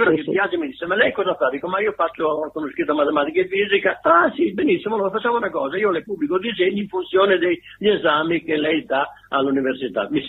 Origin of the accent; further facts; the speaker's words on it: Mocogno, Emilia-Romagna, Italy; io, che venivo un pochino dalla montagna, sono nato là a Mocogno, che è un paesino in modenese